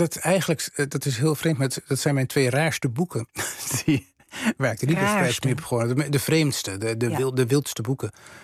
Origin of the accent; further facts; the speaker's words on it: Rijssen, Overijssel, Netherlands; toen ik in Rijssen woonde, als jongetje van een jaar of 9. In een zwarte kousen milieu, streng calvinistisch milieu.